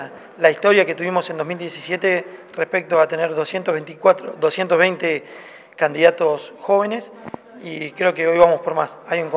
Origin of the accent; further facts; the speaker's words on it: Argentina; es muy consciente del momento que estamos viviendo como argentinos